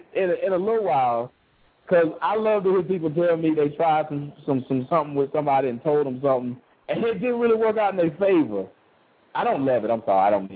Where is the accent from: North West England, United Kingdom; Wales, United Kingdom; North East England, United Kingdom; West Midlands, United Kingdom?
North East England, United Kingdom; Sunderland; born there; I saw it from the time I was born in Sunderland. That's when I was born.